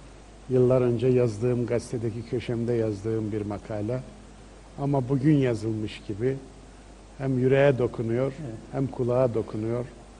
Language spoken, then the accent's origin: Turkish; Kayseri, Turkey; Veya Mardin'in sokaklarında değil de benim memleketim Kayseri'nin sokaklarında.